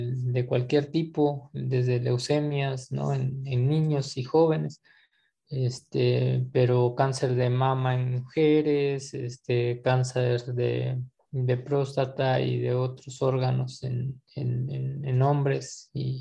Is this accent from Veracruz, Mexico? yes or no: no; Villaflores, Chiapas, Mexico; born there; ¿verdad? Y nací en un ejido, una localidad del municipio de Villaflores, del estado de Chiapas, uno de los 135 municipios de todo el estado.